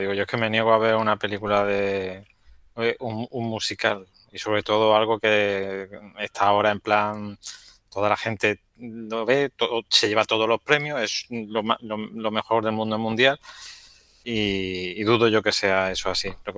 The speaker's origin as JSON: {"language": "Spanish", "region": "Andalusia", "country": "Spain", "said": "para eso somos paletos andaluces"}